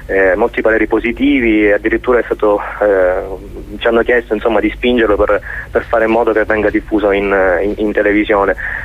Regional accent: Sicily, Italy; io sono siciliano che è ritornato in Sicilia dopo diversi anni fuori

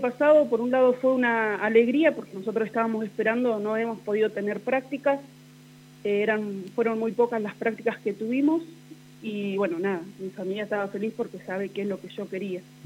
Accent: Villa Massa, Buenos Aires Province, Argentina; moved away as an adult; now in Santa Rosa, Argentina; Yo tengo 36 años. Soy oriunda de la provincia de Buenos Aires, de Villa Massa. Y me vine a Santa Rosa, porque estoy en pareja

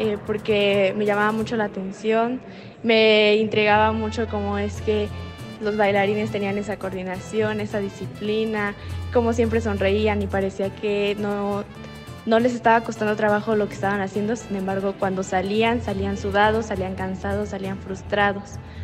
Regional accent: Hidalgo, Mexico; soy del estado de Hidalgo

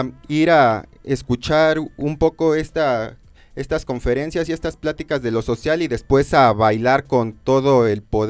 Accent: Mexico; como mexicanos múltiples, pues hay que atender nuestro lado

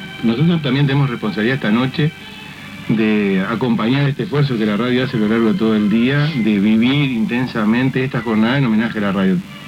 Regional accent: Rocha, Uruguay; desde muy pequeño mi pueblo en Rocha.

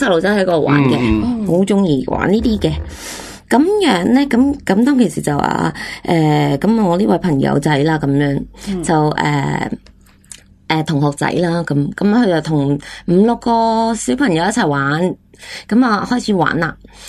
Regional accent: China; 我是中国人。

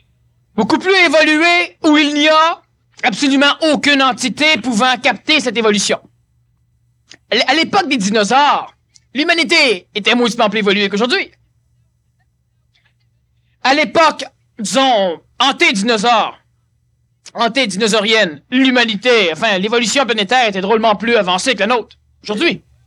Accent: Quebec, Canada; Je suis Québécois. Je suis né au Québec

